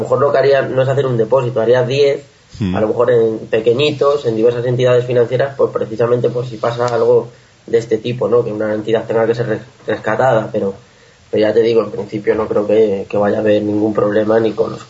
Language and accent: Spanish; Castilla-La Mancha, Spain; soy de Castilla-La Mancha